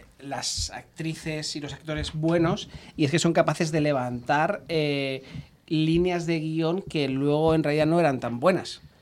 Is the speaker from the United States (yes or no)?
no; Pinto, Community of Madrid, Spain; porque yo soy de Pinto